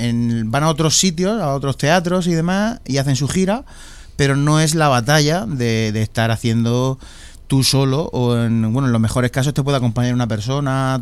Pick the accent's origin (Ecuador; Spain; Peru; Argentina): Spain; Murcia, Region of Murcia; Venimos de Sevilla, bueno, soy de Murcia, pero hemos hecho rutita y la ruta tenía que pasar por Sevilla.